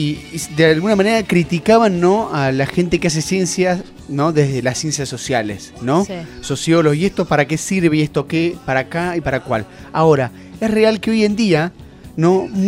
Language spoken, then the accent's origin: Spanish; Argentina; porque somos argentinos, somos así, sí.